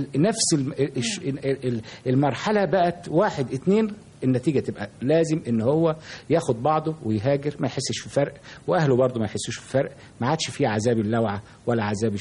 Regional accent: Damietta, Damietta Governorate, Egypt; لان انا كنت تربيت طفولتي في دمياط، ودمياط كان لها تقاليد مختلفة كثيرا عن القاهرة.

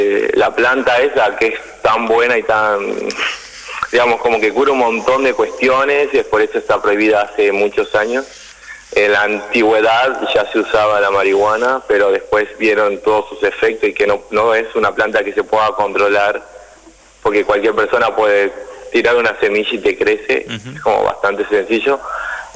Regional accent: Tucumán, Argentina; yo soy de Tucumán, mi mamá lo podría plantar en Tucumán.

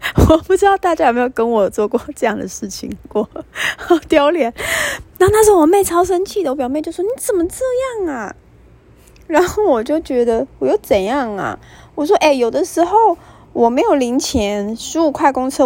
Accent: Taiwan; accent: Taiwanese Mandarin; Oh my god， 我的台湾国语再一次“择善固执”。

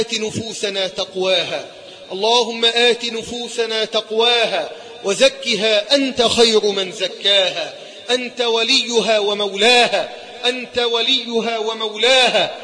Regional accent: Egypt; اللهم احفظ بلدنا مصر من كل سوء وسائر بلاد

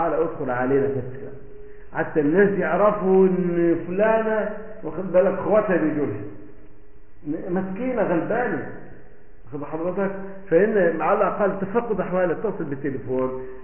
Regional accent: Egypt; من الاردن انا من مصر

